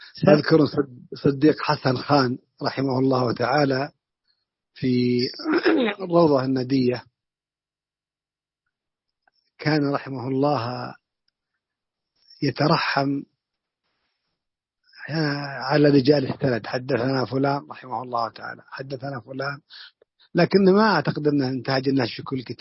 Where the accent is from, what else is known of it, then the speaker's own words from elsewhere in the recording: Najd, Saudi Arabia; بعشر الوالدية عندنا في نجد